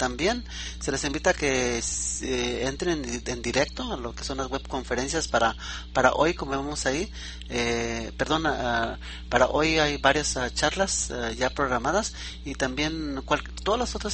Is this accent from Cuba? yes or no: no; Mexico; now in United States; siendo un latinoamericano, aunque soy mexicano en el extranjero, ¿verdad? Yo vivo en Estados Unidos